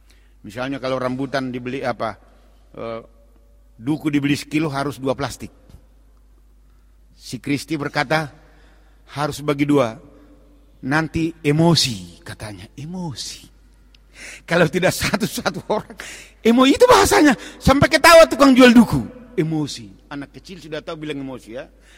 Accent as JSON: {"language": "Indonesian", "region": "North Sumatra", "country": "Indonesia", "said": "Kita orang Batak menyanyikan lagu kesayangan terhadap tanah Batak."}